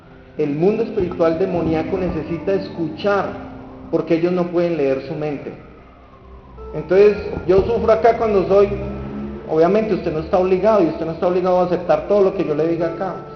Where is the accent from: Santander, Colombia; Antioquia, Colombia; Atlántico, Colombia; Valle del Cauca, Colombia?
Valle del Cauca, Colombia; Buga; born there; 39 años, mi vida antes, ¿cómo era? Yo nací en Bugavalle, en una familia disfuncional como muchas de Colombia